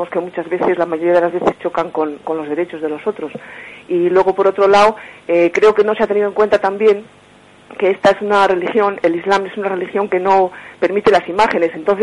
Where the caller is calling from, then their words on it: Burgos, Castile and León, Spain; de Burgos.